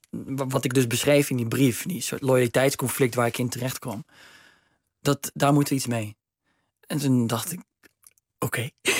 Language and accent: Dutch; Steenbergen, North Brabant, Netherlands; Ja, dat is het mooie van Steenbergen waar ik vandaan kom. Dat kon daar. Dat is natuurlijk niet zo'n groot stadje.